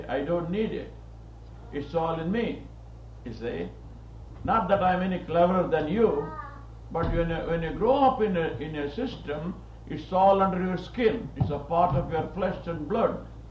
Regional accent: India; Now, I am here. I was born in India, educated in India.

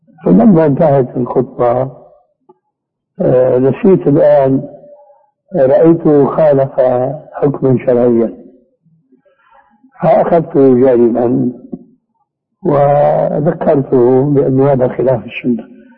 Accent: Syria; كما يقول العام عندنا في سوريا

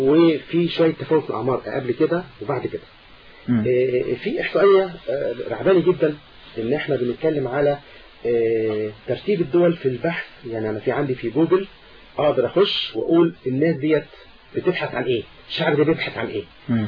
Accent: Egypt; لان احنا كمصريين ناس كويسين قوي وبنحاول نلف وندور

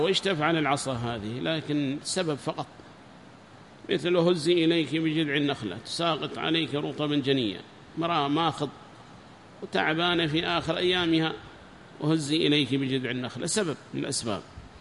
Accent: Yemen; وهم عندنا في اليمن بكثرة في حراز وفي غير حراز،

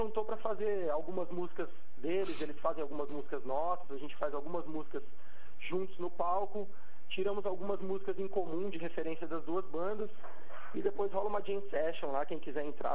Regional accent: São José do Rio Preto, São Paulo, Brazil; Eu sou de São José do Rio Preto, mais interior possível.

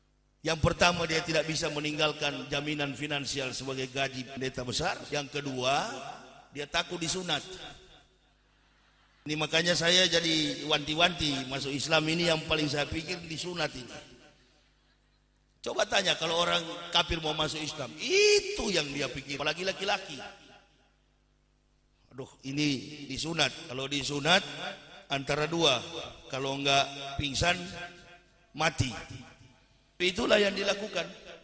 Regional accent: Manado, North Sulawesi, Indonesia; Saya orang Manado, ceramah di Manado.

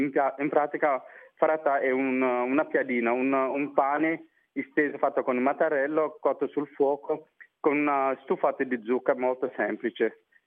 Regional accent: Mauritius; Italian is a second language; now in Italy; quando sentono che sono mauriziano

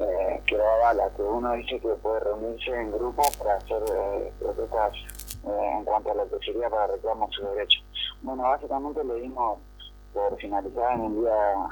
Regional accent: Buenos Aires, Argentina; no somos todos de acá, digamos. Somos la mayoría de Gran Buenos Aires, Buenos Aires, La Loma, La Nuz, y estamos acá en un radio de más de 500 kilómetros de nuestro domicilio

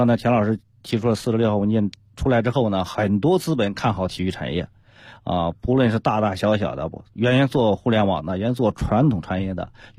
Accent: China; 就是我们中国人已经站起来了。

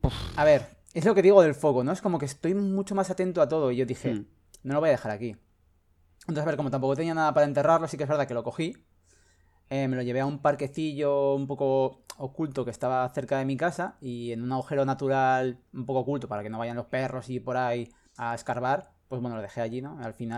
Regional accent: Zaragoza, Aragon, Spain; born there; Para mi ciudad natal

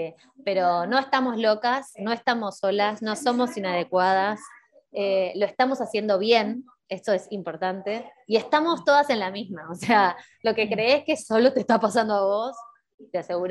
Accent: Argentina; porque nosotras particularmente somos de Argentina

